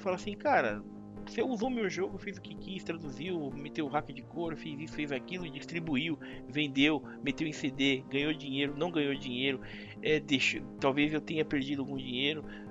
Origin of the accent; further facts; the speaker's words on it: Brazil; Eu sou brasileiro, eu sou otimista e eu sou vencedor